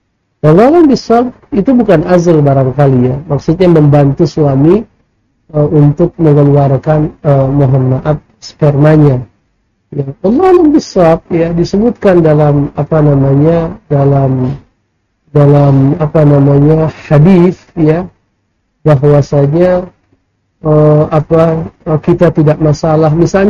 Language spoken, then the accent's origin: Indonesian; North Sumatra, Indonesia; misalnya di daerah saya di Sumatera Utara